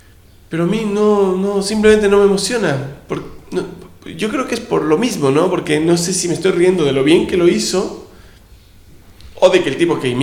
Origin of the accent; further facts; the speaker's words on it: Ecuador; Yo me crié en Ecuador.